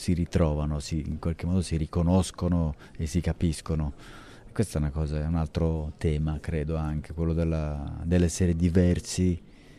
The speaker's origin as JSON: {"language": "Italian", "town": "Milan", "region": "Lombardy", "country": "Italy", "said": "io sono di Milano"}